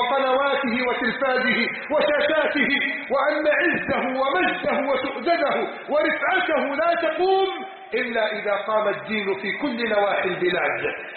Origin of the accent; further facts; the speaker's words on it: Egypt; اللهم احفظ بلدنا مصر من كيد الكائدين